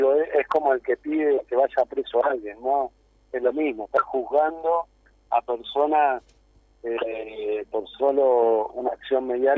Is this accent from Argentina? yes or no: yes; Argentina; vamos a tener que sacar nosotros como argentinos conclusiones de lo que pasó acá